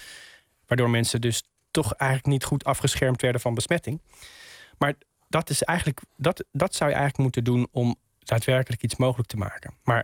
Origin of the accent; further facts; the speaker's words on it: Utrecht, Netherlands; ik kom zelf uit Utrecht.